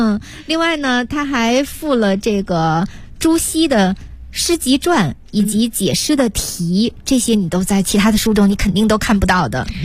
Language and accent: Chinese; China; 《诗经》那真是我们中国人的国粹国宝。